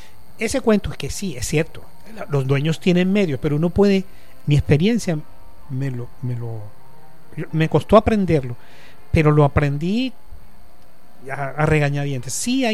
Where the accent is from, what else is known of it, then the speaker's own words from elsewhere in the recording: Cartagena, Bolívar, Colombia; also born or lived in Montes de María / Bogotá; yo soy costeño, yo nací en los Montes de María. Me crié en Cartagena.